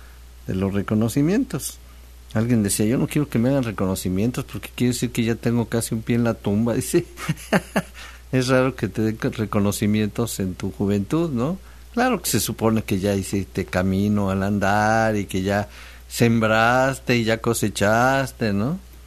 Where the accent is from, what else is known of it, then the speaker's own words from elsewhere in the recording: Mexico City, Mexico; born there; now in Xalapa, Mexico; yo nací en el Distrito Federal, en aquel Distrito Federal, y ya tengo aquí, pues, 45 años, o sea, yo me siento totalmente jalapeño, totalmente veracruzano